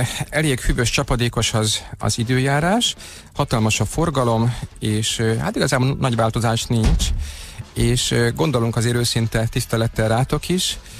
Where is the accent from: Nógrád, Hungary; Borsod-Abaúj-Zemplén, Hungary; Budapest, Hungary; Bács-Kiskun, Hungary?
Budapest, Hungary; én a Havanna lakótelepen nőttem föl, ott töltöttem az életem első 20 esztendejét, úgyhogy elég sokan vagyunk így lőrinciek